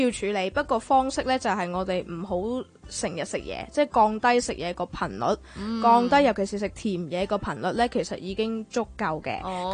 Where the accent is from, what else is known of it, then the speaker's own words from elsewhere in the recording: China; 譬如我哋中國人啦，中意損骨，中意食硬嘢啊